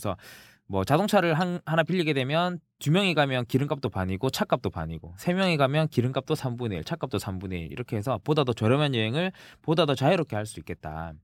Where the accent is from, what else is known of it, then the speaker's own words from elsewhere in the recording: Jinju, South Gyeongsang, South Korea; 그 진주 출신의 진주남입니다.